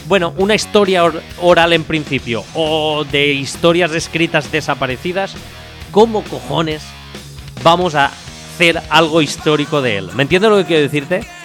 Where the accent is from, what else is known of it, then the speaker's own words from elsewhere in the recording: Spain; somos españoles, quiero decirte.